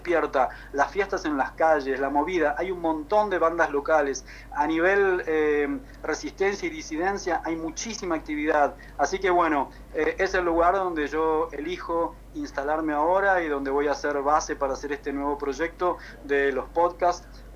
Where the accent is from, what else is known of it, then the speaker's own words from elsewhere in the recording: Buenos Aires, Argentina; Yo viví y crecí en Buenos Aires